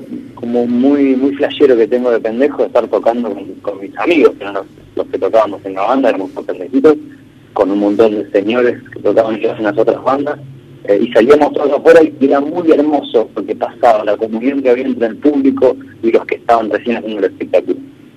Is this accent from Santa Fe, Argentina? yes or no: no; Bahía Blanca, Buenos Aires Province, Argentina; born there; nací en Bahía, sí